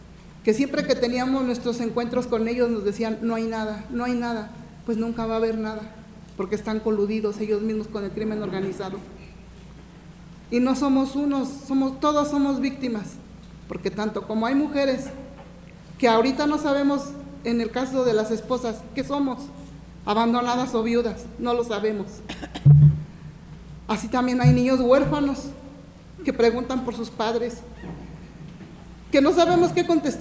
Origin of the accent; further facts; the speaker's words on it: Ecatepec, State of Mexico, Mexico; Vengo del Estado de México, municipio de Ecatepec.